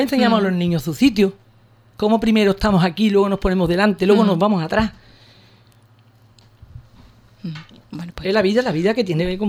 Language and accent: Spanish; Ubrique, Andalusia, Spain; Nada más, siempre agradecida a mi pueblo, de verdad.